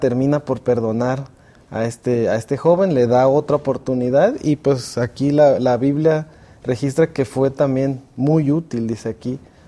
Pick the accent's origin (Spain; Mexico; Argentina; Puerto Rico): Mexico; Mexico City; soy originario de la Ciudad de México y también me desempeño como profesor de música.